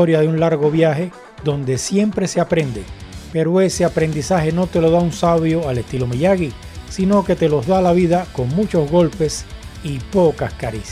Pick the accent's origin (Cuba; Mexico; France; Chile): Cuba; Pero soy cubano. Soy cubano